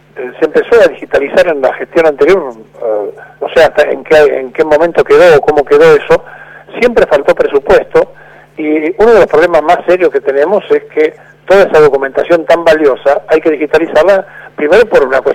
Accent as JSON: {"language": "Spanish", "country": "Argentina", "said": "fuimos herederos como argentinos de lo que fue todo lo español"}